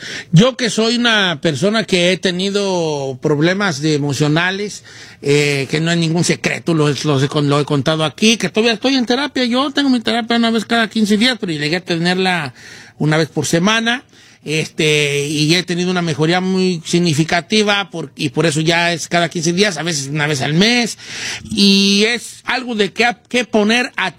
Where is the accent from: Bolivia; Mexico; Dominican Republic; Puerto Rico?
Mexico; Como latinos, como machos mexicanos, nunca se enseña a gestionar nuestras emociones.